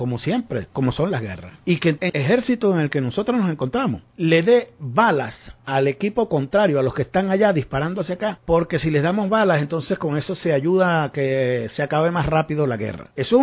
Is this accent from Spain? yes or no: no; Venezuela; si somos dueños los venezolanos del petróleo, las divisas son de los venezolanos